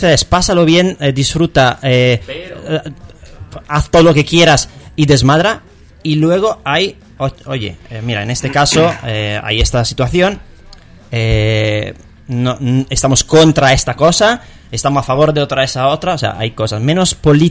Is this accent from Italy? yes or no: yes; Italy; Spanish is a second language; yo soy italiano.